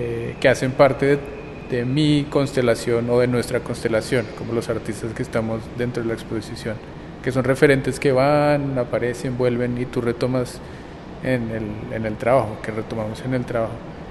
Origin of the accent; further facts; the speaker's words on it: Bogotá, Colombia; soy artista de Bogotá.